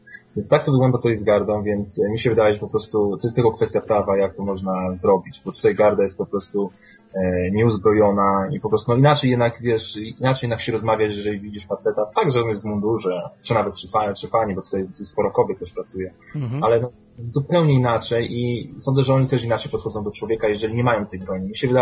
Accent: Łódź, Łódź Voivodeship, Poland; ja jestem łodzianinem i po prostu jestem z dzielnicy takiej, gdzie miałem styczność z policją

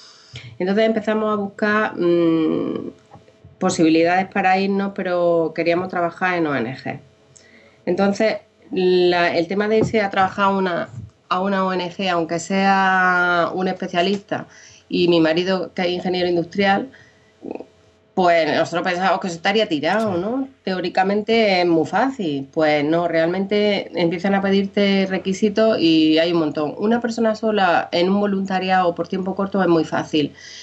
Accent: Almería, Andalusia, Spain; moved away as an adult; now in United Kingdom; En Almería, en Torre Cárdenas, porque yo soy de Almería, sí.

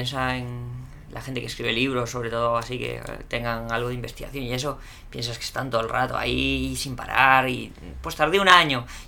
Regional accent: Spain; now in Chile; Ay, que soy español, que no soy chileno. Cuando yo empecé a venir aquí en el año 97.

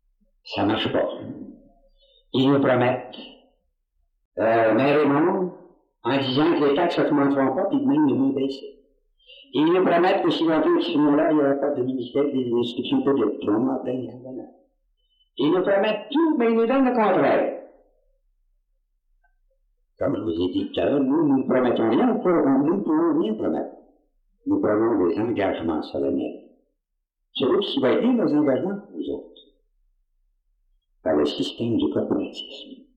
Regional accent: Quebec, Canada; Moi je suis un Canadien.

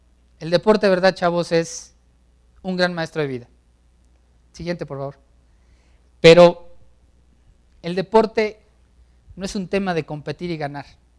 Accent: Mexico; Te pones nervioso porque como buenos mexicanos dices

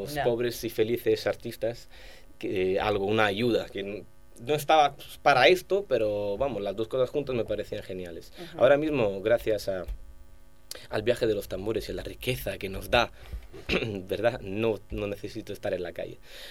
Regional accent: Southern Italy, Italy; Spanish is a second language; moved away; yo he emigrado, soy un inmigrante italiano del sur.

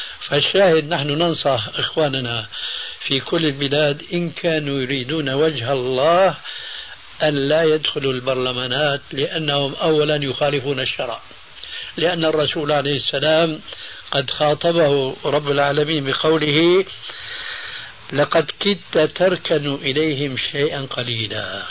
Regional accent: Syria; هم يقولون عندنا في سوريا خير الذقون إشارة تكون

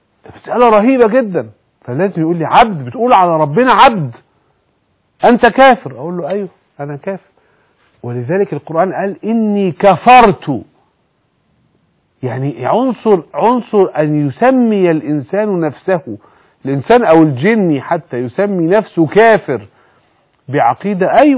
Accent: Egypt; عشان كده بقول إيه اللي استخدم بقى ضدنا كمصريين

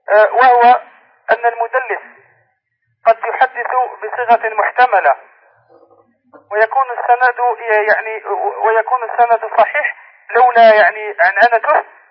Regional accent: Algeria; نحن طلبة من الجزائر

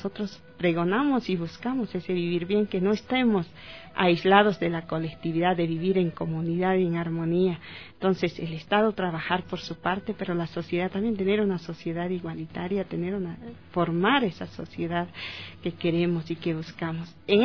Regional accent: Bolivia; en mi país también hay 36 lenguas, mi país es diverso. Y en el país, en el Estado Plurinacional de Bolivia

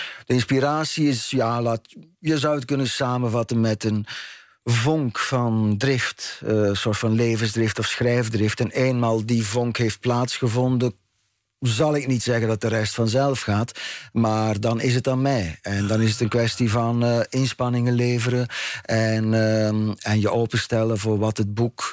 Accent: Ghent, East Flanders, Belgium; now in Netherlands; maar ik kom dus inderdaad uit Gent en ik ben rond 11:00 vanochtend vertrokken.

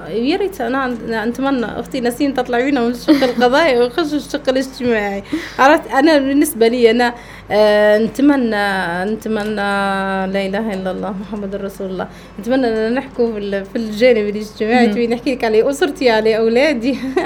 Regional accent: Benghazi, Libya; انا راهو بنت بنغازي باش نكون معك على بينه، وبنت ليبيا، وعمري ما ننكر اصلي، وانا اصلا من اسره بسيطه

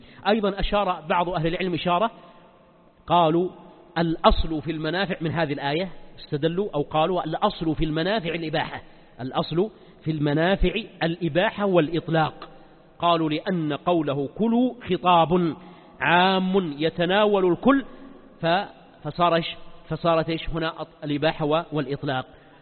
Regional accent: Mecca, Makkah Province, Saudi Arabia; طبعا الجزيرة العربية ما عندنا في مكة الزيتون

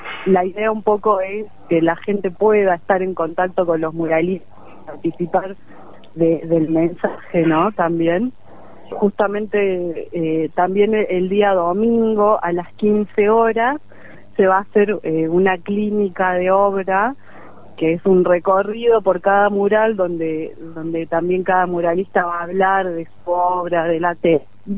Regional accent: San Javier, Córdoba, Argentina; soy de San Javier.

